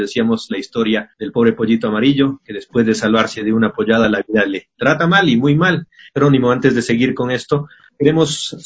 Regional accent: Ecuador; parte de la idiosincrasia de lo que somos los ecuatorianos en general

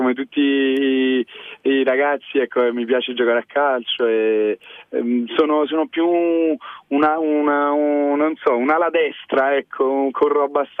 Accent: Naples, Campania, Italy; io sono napoletano e tengo molto la mia città

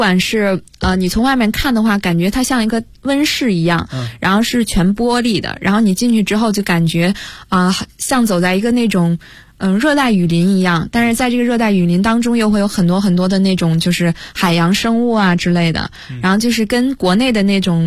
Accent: China; 我说来自中国

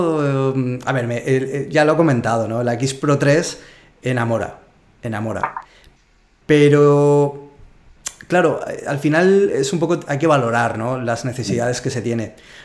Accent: Zaragoza, Aragon, Spain; estuve fotografiando mucho o me obligué a fotografiar mucho en Zaragoza. Y que es de donde soy yo.

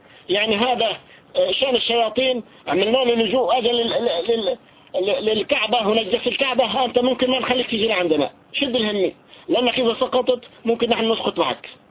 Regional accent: Syria; يعني نحن عندنا في سوريا

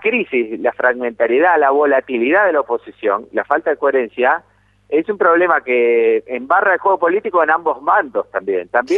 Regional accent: Venezuela; porque yo me crié en Venezuela, conozco bien el país, sé de dónde viene, sé lo que era antes también.

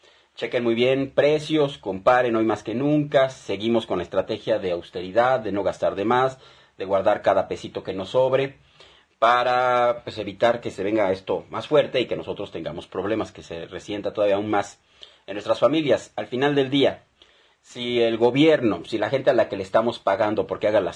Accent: Mexico; lo que estamos haciendo como mexicanos, como ciudadanos mexicanos.

